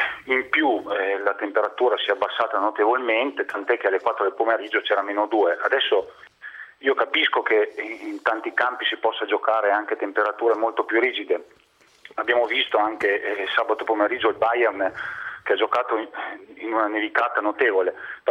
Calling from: Parma, Emilia-Romagna, Italy; Io sono di Parma

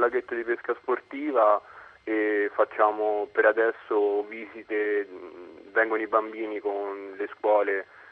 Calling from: Monte San Vito, Marche, Italy; Siamo a Monte San Vito, che è in provincia di Ancona, un piccolo paese sperduto nella campagna marchigiana.

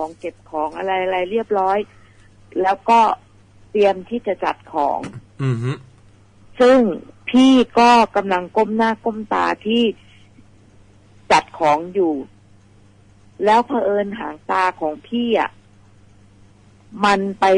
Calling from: Phuket, Thailand; ภูเก็ตค่ะ

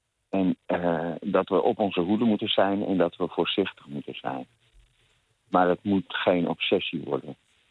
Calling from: Amsterdam, North Holland, Netherlands; uit Amsterdam.

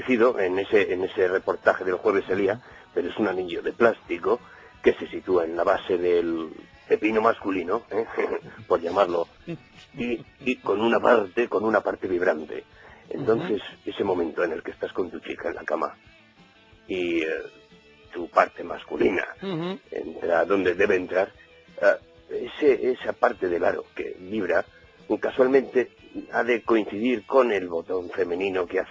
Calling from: Madrid, Community of Madrid, Spain; Pues llamo desde Madrid, aunque llevo poco tiempo aquí.

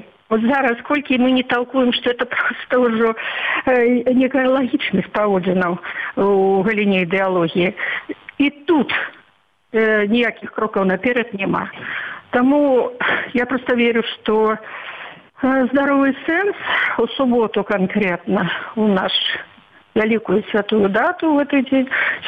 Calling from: Minsk, Belarus; Я з Мінска ж прамаўляю.

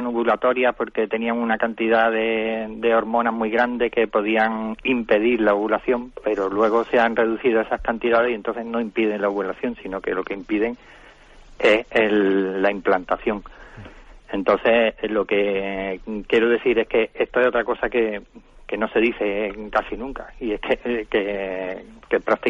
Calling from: Málaga, Andalusia, Spain; Buenos días … de Málaga.

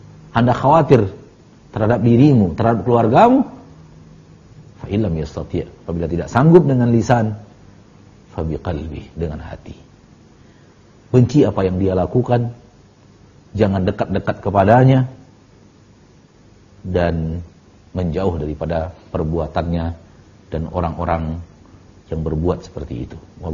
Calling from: Bukittinggi, West Sumatra, Indonesia; Saya dari Bukit Tinggi, Ustaz.

